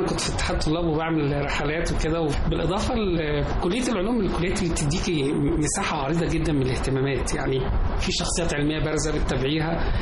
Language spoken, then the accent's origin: Arabic; Shubra El Kheima, Qalyubia, Egypt; انا من شبرا الخيمه